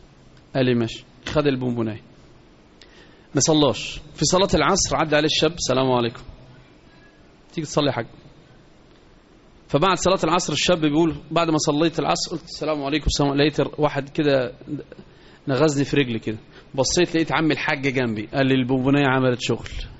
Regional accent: Egypt; وإحنا كمصريين علينا عبء كبير

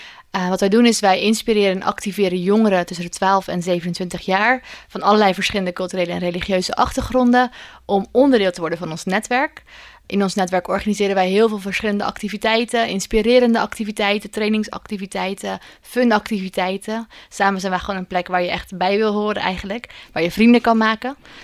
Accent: Ede, Gelderland, Netherlands; Ik kom oorspronkelijk uit Ede, uit het oosten van het land.

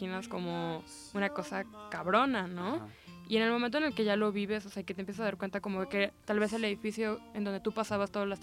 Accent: Morelos, Mexico; now in Mexico City, Mexico; yo soy de Morelos y como que nuestros estados acaban como de sufrir cierto daño

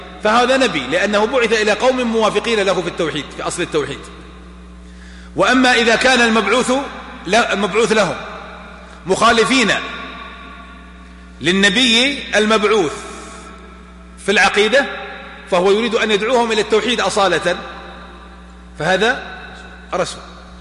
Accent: Najd, Saudi Arabia; ولا عندنا في نجد

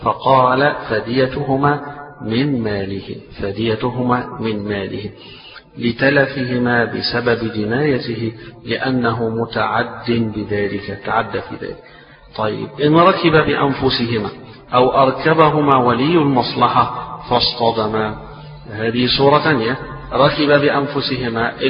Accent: Egypt; وإحنا عادتنا هنا تربينا على كده، إحنا كمصريين تربينا على كده

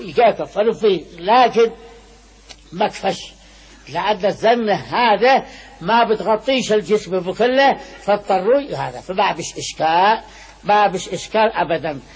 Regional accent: Sanaa, Amanat Al Asimah, Yemen; وأنا لي من صنعاء وقلت في صنعاء ونشأت في صنعاء،

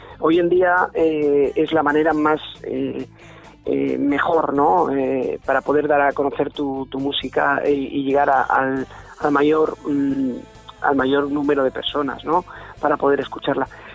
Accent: Miranda de Ebro, Castile and León, Spain; nosotros somos de Miranda de Ebro, en la provincia de Burgos

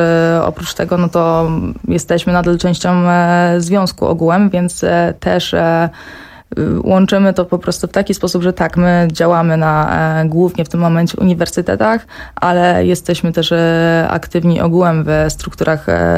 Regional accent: Silesian Voivodeship, Poland; Ja jestem z rodziny z Górnego Śląska, zawsze jakby z typowo robotniczej rodziny

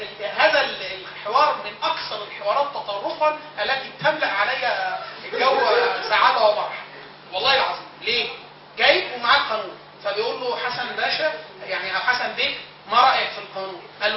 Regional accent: Egypt; لا احنا مصريين احنا نعمل قانون مصري عربي

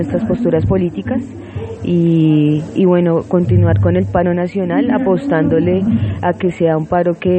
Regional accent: Colombia; Yo vengo de Colombia

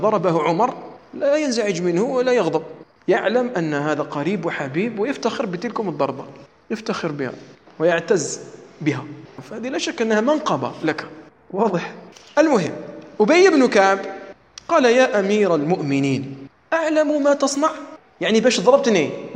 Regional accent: Algeria; أما مثلا عندنا في الجزائر فلا يجوز

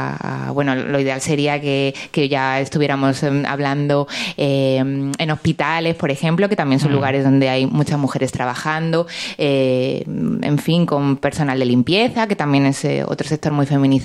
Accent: Granada, Andalusia, Spain; la gente que no soy de Granada no la vais a conocer

